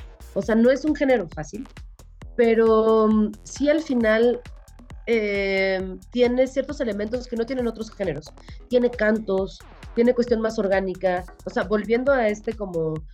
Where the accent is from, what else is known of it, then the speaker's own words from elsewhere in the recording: Mexico City, Mexico; de Ciudad de México.